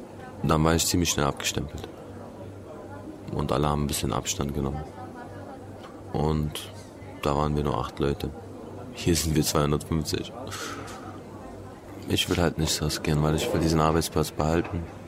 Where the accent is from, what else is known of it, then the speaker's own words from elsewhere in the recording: Berlin, Germany; now in Kosovo; Ich lebe hier. Natürlich ist Berlin meine Heimat. Da bin ich aufgewachsen. Da ist der einzige Ort, wo ich mich wirklich zu Hause fühle.